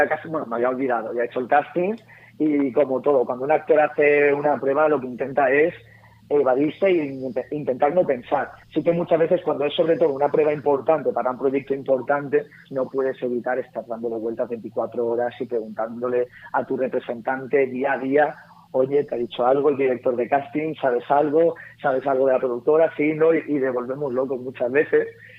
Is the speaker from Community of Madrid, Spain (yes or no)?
no; Alcàsser, Valencian Community, Spain; Ocurrió en mi tierra.